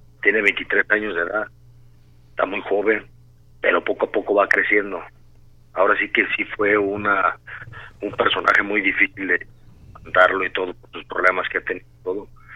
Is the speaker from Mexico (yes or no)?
yes; Tala, Jalisco, Mexico; Tala, Jalisco, mi tierra querida